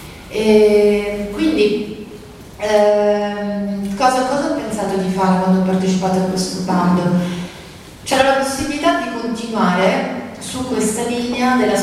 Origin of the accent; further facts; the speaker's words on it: Rome, Lazio, Italy; come romana, ho frequentato moltissimo il museo in tutti questi anni, compatibilmente col fatto che per qualche anno appunto sono stata, vivevo altrove, e dirigevo un museo in Toscana.